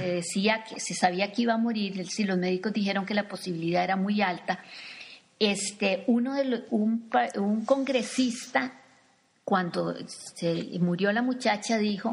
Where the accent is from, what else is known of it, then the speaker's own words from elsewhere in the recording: Costa Rica; tal vez para nosotros como costarricenses decimos